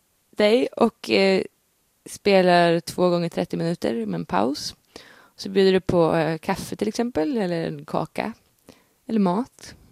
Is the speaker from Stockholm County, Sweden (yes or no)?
yes; Stockholm County, Sweden; När jag växte upp, i Sverige i en skog utanför Stockholm